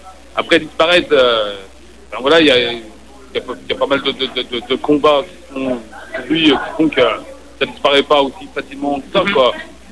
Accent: France; c'est vraiment ce qu'on appelle chez nous, en France, on a une expression

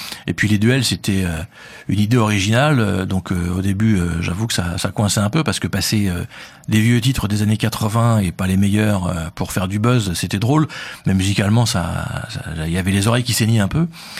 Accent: Paris, Île-de-France, France; accent: Parisian; moi j'ai un accent un peu parisien, je parle un peu vite.

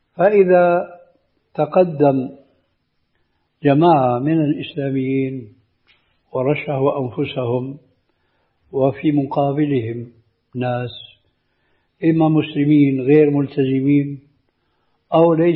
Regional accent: Syria; الذي يعبر عنه بعض العامة عندنا في الشام خير الذقون إشارة تكون

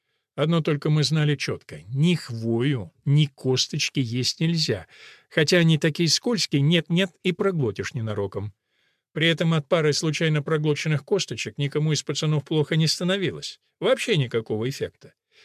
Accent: Karachayevsk, Karachay-Cherkessia, Russia; Кстати, я сам родом с Кавказа, правда, с Северного. Местную природу худо-бедно помню. Еще мальцами мы лазили на Шаанинскую скалу, что нависает над Карачаевском, маленьким городком в истоках Кубани.

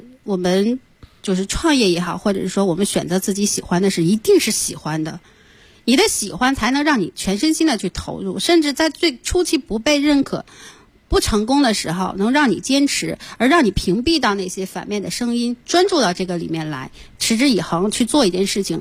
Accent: Inner Mongolia, China; 然后你我奶奶家在内蒙古，然后真的是以天为盖地为炉的那种感觉，就很宽阔

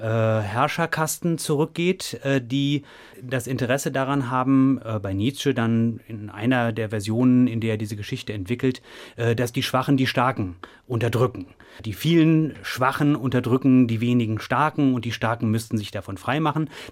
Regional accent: North Rhine-Westphalia, Germany; ich bin in Nordrhein-Westfalen zur Schule gegangen

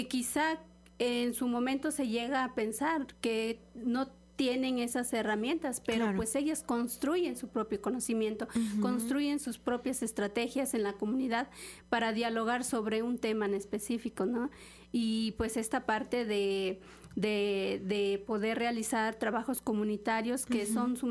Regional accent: Los Reyes, Veracruz, Mexico; y también en el municipio de donde yo soy, que es el municipio de Los Reyes.

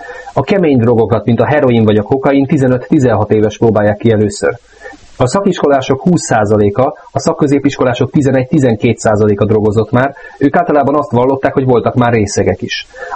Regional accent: Budapest, Hungary; én is angyalföldi vagyok egyébként.

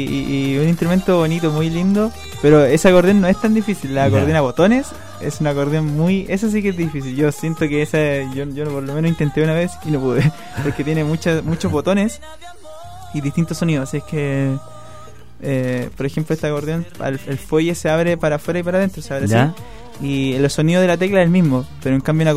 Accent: Nueva Imperial, Araucanía, Chile; now in Santiago, Chile; Yo vengo desde Nueva Imperial, desde la novena región.

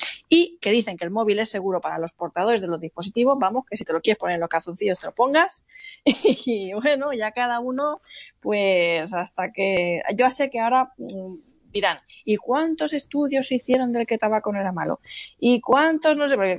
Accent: Alicante, Valencian Community, Spain

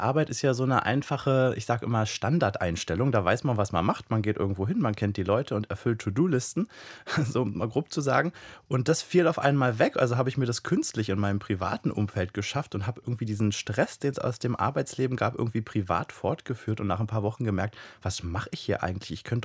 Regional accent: East Germany, Germany; born there; ich bin in der DDR geboren und meine Eltern mussten, ich bin ja erst 31, mussten nach der Wende ganz schön ackern, um im Kapitalismus anzukommen

